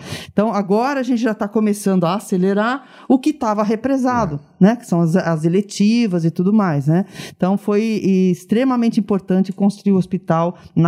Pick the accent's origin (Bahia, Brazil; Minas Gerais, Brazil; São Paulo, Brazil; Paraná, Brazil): Paraná, Brazil; Arapongas; Eu sou araponguense.